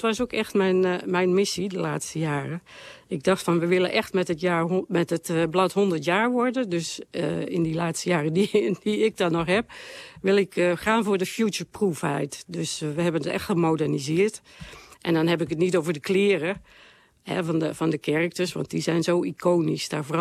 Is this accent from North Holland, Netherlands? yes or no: no; Tegelen, Limburg, Netherlands; ik kom uit Tegelen, dat is een klein dorpje in Limburg. En ik ben geboren in, heel lang geleden.